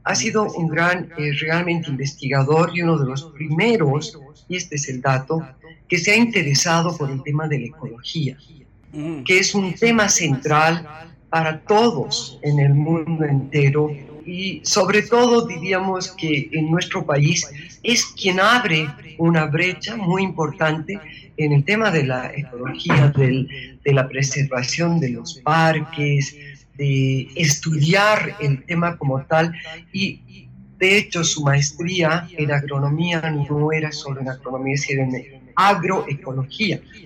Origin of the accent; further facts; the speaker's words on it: Bolivia; en este caso de la explicación en mi país, sobre este país, sobre Bolivia